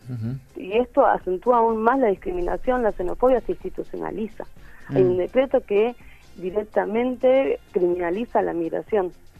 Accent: Paraguay; Yo soy de Paraguay.

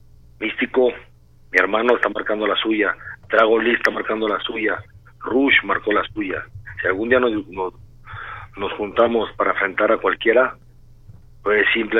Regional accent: Tala, Jalisco, Mexico; Tala, Jalisco, mi tierra querida

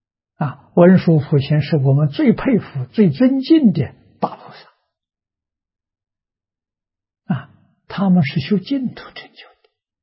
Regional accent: China; 先入为主啊，他第一个修这个法门。

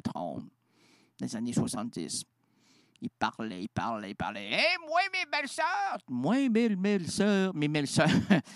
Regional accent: Quebec, Canada; Une grande, une belle, puis une rondelette, comme on les aime chez nous au Québec.

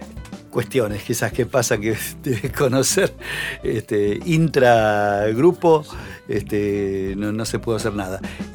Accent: Buenos Aires, Argentina; No era Bajo Belgrano, era casi el límite de Belgrano Núñez, ¿viste?

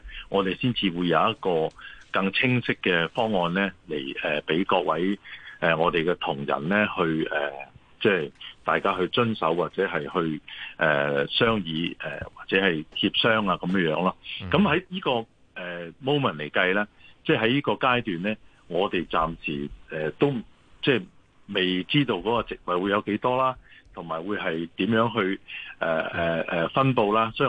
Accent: Fujian, China; now in Hong Kong; 咁譬如好似我哋福建人咧喺香港咧

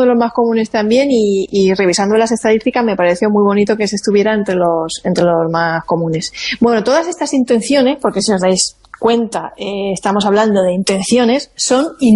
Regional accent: Monforte del Cid, Valencian Community, Spain; Son de mi tierra, de Monforte de Cí. Esa uva que todos nos comimos anoche, a la medianoche en Nochevieja, era de mi pueblo.

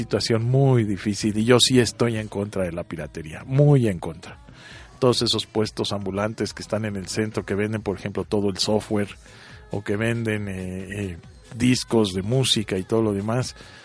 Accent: Mexico; Y nosotros como mexicanos ya estamos curados porque lo respiramos diario.

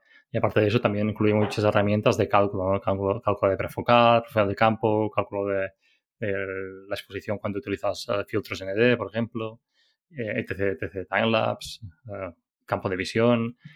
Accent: Balearic Islands, Spain; pues, soy menorquín

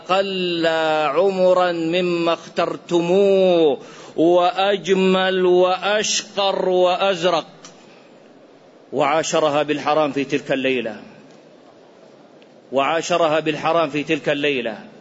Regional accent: Iraq; قصة وقعت عندنا في العراق

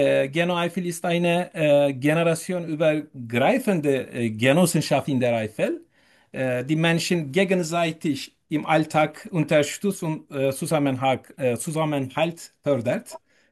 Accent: Turkey; German is a second language; moved away as an adult; now in Germany; Ich komme aus der Türkei. Ich bin 41 Jahre alt und lebe seit etwas mehr als 2,5 Jahren in Deutschland.

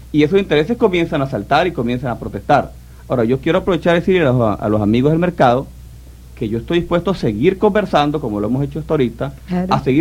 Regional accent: Venezuela; qué tremenda satisfacción siente uno como venezolano

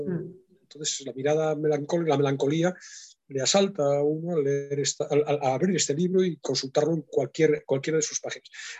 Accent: Galicia, Spain; ahí está quizá el gallego que soy yo, ¿no?

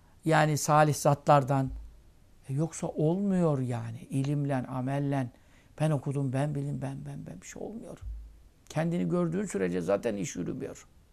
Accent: Ismailia, Ismailia Governorate, Egypt; İsmaila'da doğduk büyüdük 6-7 yaşından beri.

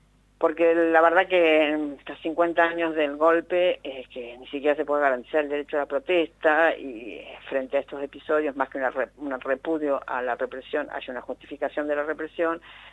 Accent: Argentina; algo insólito para nosotros como argentinos

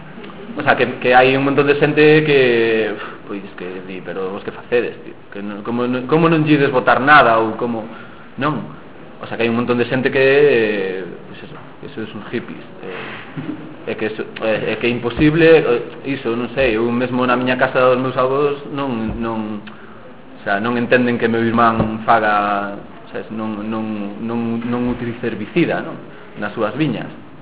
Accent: Arnoia, Galicia, Spain; eu mesmo no meu pobo aquí, eu son de Arnoia, aí do Ribeiro

